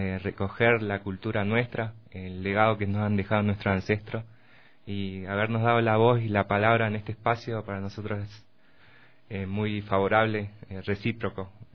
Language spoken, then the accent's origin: Spanish; Patagonia, Argentina; para volver el 26 de septiembre a mi pueblo, porque ya vuelvo a la Patagonia ahí